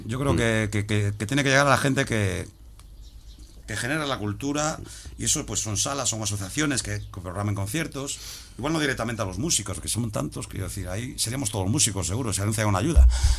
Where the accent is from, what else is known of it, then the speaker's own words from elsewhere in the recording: O Grove, Galicia, Spain; Y Ogrove, que es de donde soy